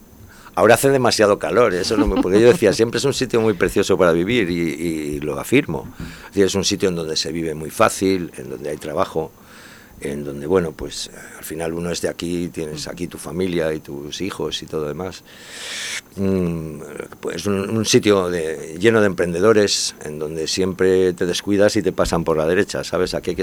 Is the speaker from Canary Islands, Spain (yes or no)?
no; Elche, Valencian Community, Spain; Yo me acuerdo cuando era pequeño que siempre decía, yo soy de Elche